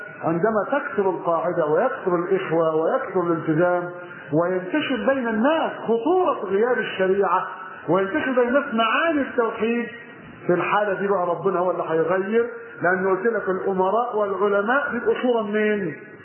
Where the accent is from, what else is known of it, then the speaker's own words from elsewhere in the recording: Monufia Governorate, Egypt; فجاء توجه الى قريتنا على الرمل في المنوفيه والقى فيها المحاضره